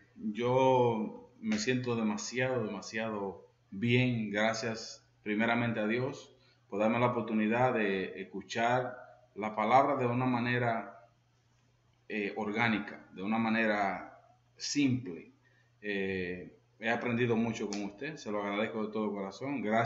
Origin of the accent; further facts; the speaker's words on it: Dominican Republic; Y yo estaré también predicando el día 2 de enero en mi país